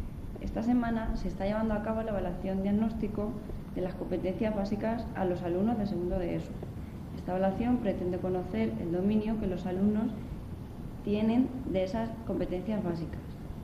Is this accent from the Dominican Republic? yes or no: no; Cózar, Castilla-La Mancha, Spain; soy de Cózar.